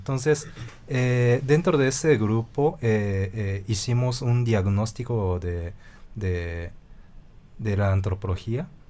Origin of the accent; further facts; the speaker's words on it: Japan; Siendo japonés. A mí me gustaba mucho hablar de Japón y la historia de Japón con él porque sabía muchísimo, ¿no?